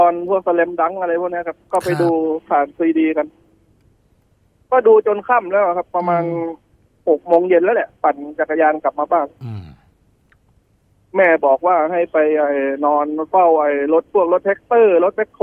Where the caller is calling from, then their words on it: Saraburi, Thailand; จากสระบุรีครับ